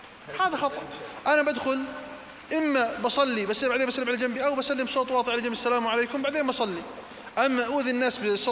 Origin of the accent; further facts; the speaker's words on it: Jordan; اللهم احفظ على بلدنا الأردن الأمن والأمان والإيمان